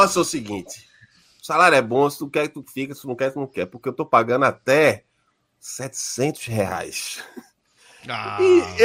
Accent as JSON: {"language": "Portuguese", "region": "Northeast Region", "country": "Brazil", "said": "O nordestino não acreditava que eu trabalhava com TI, porque se eu sou do Nordeste, eu tô desempregado."}